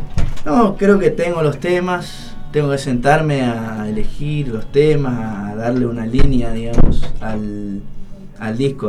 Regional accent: Esquina, Corrientes, Argentina; en mi pueblo, soy de Esquina Corrientes, les comento a los que no saben, vivimos el carnaval.

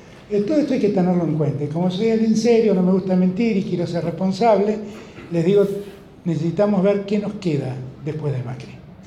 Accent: Buenos Aires, Argentina; yo soy porteño, y lo digo desde esta libertad que me doy

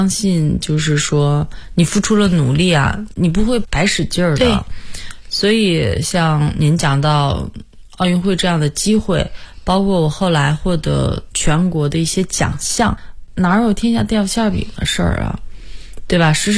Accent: Hohhot, Inner Mongolia, China; 因为我的老家在内蒙古呼和浩特市，我们那边特别多的时候都会有那种就是音乐啊，蒙族音乐，

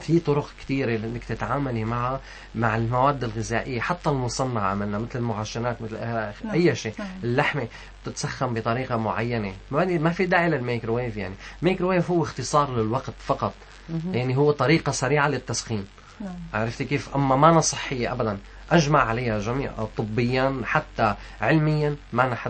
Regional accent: Syria; ما أنا لبناني بصراحة هي سورية بس نحن عنا كتير من الأكلات

